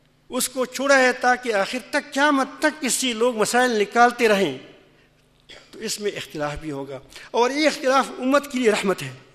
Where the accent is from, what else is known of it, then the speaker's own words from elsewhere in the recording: Pakistan; میں نے کہا کہ میں پاکستانی ہوں،